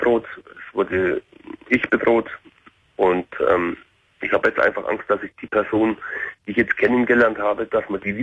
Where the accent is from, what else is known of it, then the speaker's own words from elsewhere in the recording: Carinthia, Austria; Ich bin Kärntner